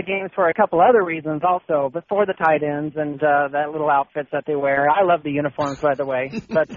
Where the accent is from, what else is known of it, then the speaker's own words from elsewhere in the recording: Portland, Oregon, United States; Hey, I'm from Portland.